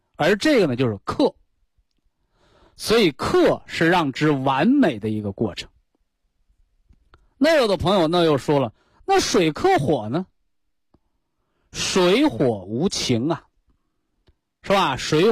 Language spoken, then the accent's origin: Chinese; China; 就像我们中国人讲这个养儿育女的，是吧？